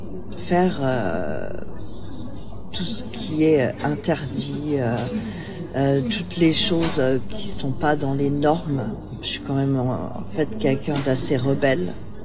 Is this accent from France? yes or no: no; Italy; J'ai des côtés méditerranéens, hein, je suis italienne.